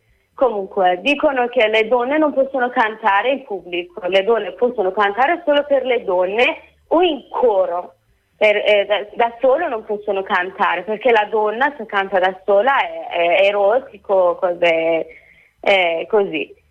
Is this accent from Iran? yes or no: yes; Iran; first language Persian; Italian is a second language; Perché il mio paese, che si chiama Iran, siamo persiani e in Iran tutte gente parlano persiano.